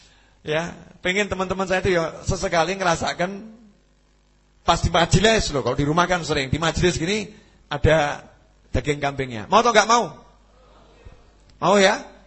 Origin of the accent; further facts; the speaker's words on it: Surakarta, Central Java, Indonesia; Barometer politik nasional itu ya Solo. Solo ayem, Indonesia ayem. Itu udah jadi ukuran itu ya. Sebagai orang Solo kita boleh syukur.